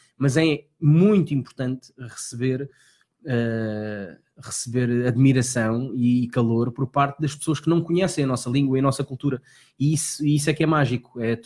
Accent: Lisbon, Portugal; now in Alcochete, Portugal; Eu nasci na Graça. E vivi na Graça até há bem pouco tempo, aliás. Eu vivi em Santa Engrácia. Eu comprei casa aos meus 18, 19 anos, mas sempre vivi ali perto dos meus pais.

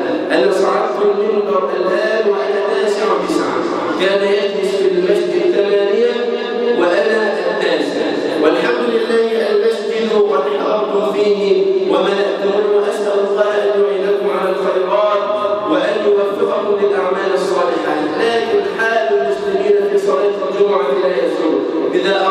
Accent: Egypt; اللهم اجعل بلدنا مصر امنا امانا سخاء رخاء

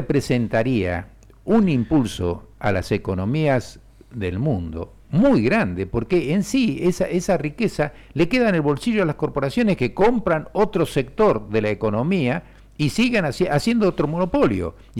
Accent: Argentina; da pena como argentino tener esta Corte Suprema

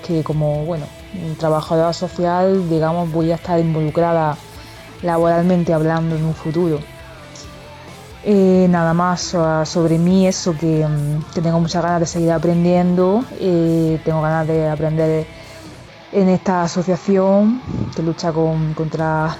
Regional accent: Almería, Andalusia, Spain; Soy de Almería

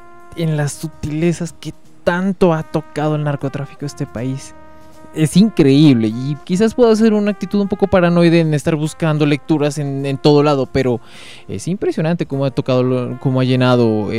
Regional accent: Colombia; Como colombianos estamos permeados hasta la punta de la ceja

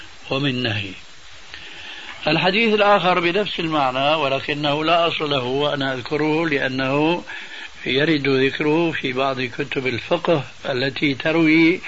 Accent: Syria; كما يقولون عندنا في سوريا

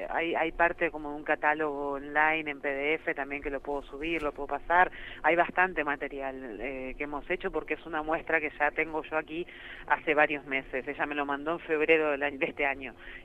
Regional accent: Buenos Aires, Argentina; Yo aquí me nombro como sudaca porteña siempre, o sea que antes que porteña, sudaca.

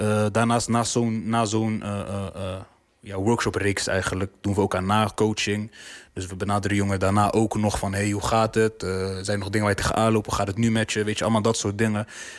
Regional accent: Zwijndrecht, South Holland, Netherlands; Ik kom zelf uit Zwijndrecht, daar heb je voor de jongeren ook niet heel veel te doen.

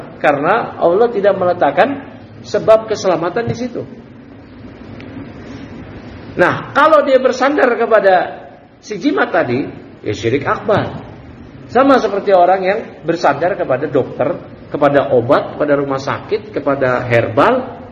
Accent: Bekasi, West Java, Indonesia; kita orang Bekasi yang kuntet-kuntet. Kecil-kecil.

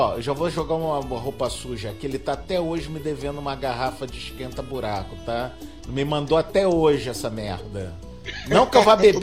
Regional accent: Maranhão, Brazil; Mas eu sou maranhense

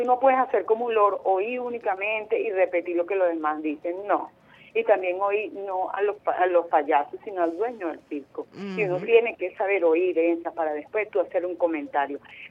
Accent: Venezuela

